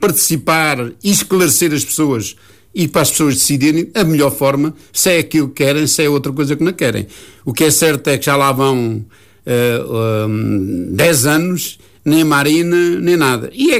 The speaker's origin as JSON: {"language": "Portuguese", "town": "Nazaré", "region": "Leiria", "country": "Portugal", "said": "Portanto, eu candidato para Nazaré, porque é a minha terra, sempre olhei com muita atenção o que se passava na minha terra"}